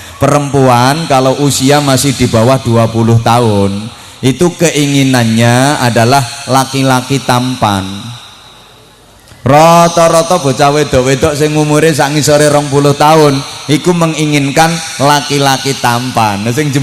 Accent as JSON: {"language": "Indonesian", "town": "Bojonegoro", "region": "East Java", "country": "Indonesia", "said": "Kalau dalam bahasa daerah saya, Bojonegoro"}